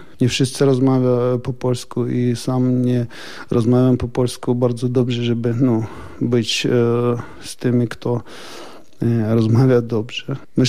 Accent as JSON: {"language": "Polish", "town": "Donetsk", "region": "Donetsk Oblast", "country": "Ukraine", "second_language": "Polish", "moved": "as an adult", "lives_now": "Poland", "said": "Przyjechałam z Doniecka … z rodziną. Z rodziną, z matką, z siostrą, ze wszystkimi swoimi krewnymi."}